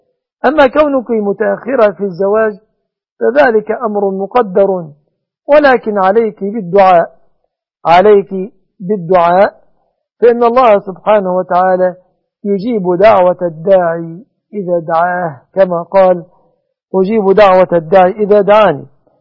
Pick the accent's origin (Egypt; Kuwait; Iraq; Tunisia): Egypt; وأسأل الله أن يصلح أحوال بلادنا مصر وبلاد المسلمين